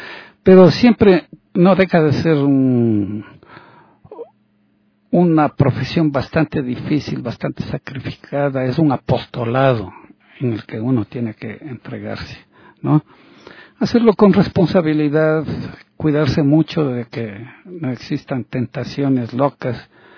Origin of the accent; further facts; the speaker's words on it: Ambato, Tungurahua, Ecuador; also born or lived in United States; al llegar acá al Ecuador me fui a radicar en mi tierra, en Ambato.